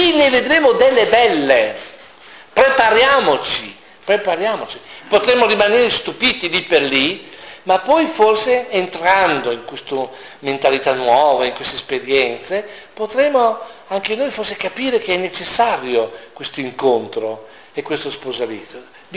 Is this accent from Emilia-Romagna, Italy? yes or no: yes; Emilia-Romagna, Italy; Io sono emiliano, a me piace stare a tavola e mangiare cose buone.